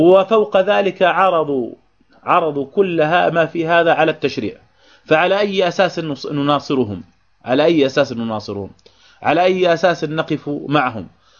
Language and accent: Arabic; Jordan; يعني أصبحنا حتى عندنا في الأردن وجدنا بعض الناس المحسوبين على هذا التيار